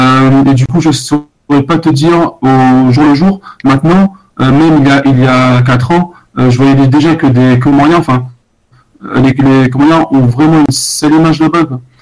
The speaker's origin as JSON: {"language": "French", "country": "Réunion", "said": "Alors je viens de la Réunion."}